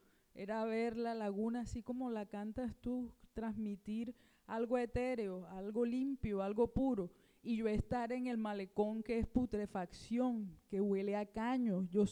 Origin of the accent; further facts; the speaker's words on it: Barranquilla, Atlántico, Colombia; Y bueno, siempre estuve acá en Barranquilla, soy de acá de Barranquilla